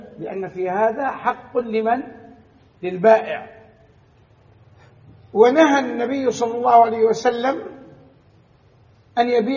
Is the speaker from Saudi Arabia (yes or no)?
yes; Saudi Arabia; يعني أضرب لكم مثل بما عندنا في البلد، عندنا في السعودية الغنم غالية جدا